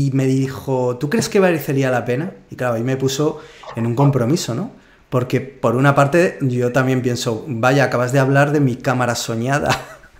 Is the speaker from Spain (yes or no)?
yes; Zaragoza, Aragon, Spain; estuve fotografiando mucho o me obligué a fotografiar mucho en Zaragoza. Y que es de donde soy yo.